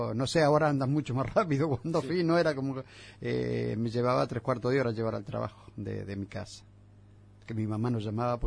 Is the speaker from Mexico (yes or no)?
no; Uruguay; now in Argentina; porque calcular 50 años atrás era venir a Argentina para un uruguayo, que era como un argentino ir a París, porque era mucha la diferencia de ciudad.